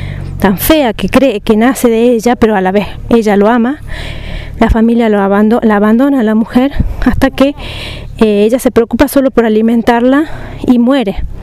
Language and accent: Spanish; Catamarca, Argentina; de Catamarca.